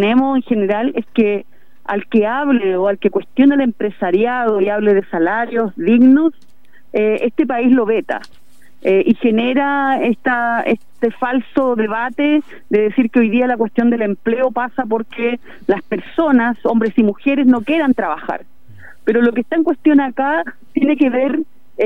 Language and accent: Spanish; Chile; también como chilenos y chilenas en tiempos de dictadura muchos de nuestros compañeros y compañeras tuvieron que ir a otros países